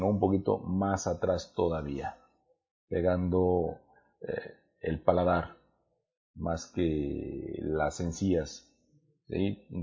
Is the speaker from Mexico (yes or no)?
yes; Mexico; no todos tenemos buena dicción o buena pronunciación, aun cuando somos mexicanos.